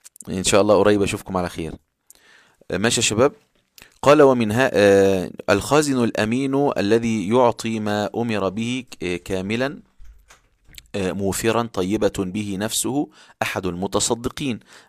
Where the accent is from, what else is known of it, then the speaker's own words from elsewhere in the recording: Upper Egypt, Egypt; وحتى في القرى عندنا في الصعيد يذهب ناس يعني كثير جدا يفطرون الصائمين